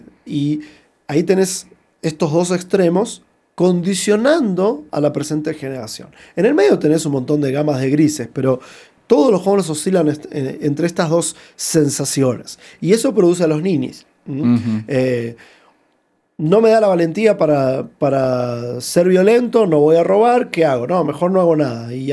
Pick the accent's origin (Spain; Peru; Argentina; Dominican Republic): Argentina; Buenos Aires; moved away as an adult; now in United States; yo tuve la oportunidad de trabajar con jóvenes en Argentina, mi país de origen, en Buenos Aires, por muchos años, y después cuando me mudé a los Estados Unidos, de trabajar en California